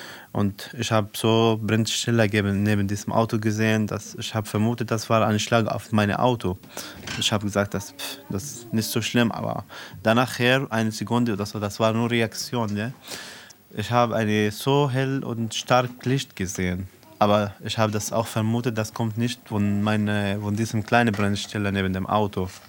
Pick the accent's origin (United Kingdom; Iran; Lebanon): Lebanon; South Governorate; now in Germany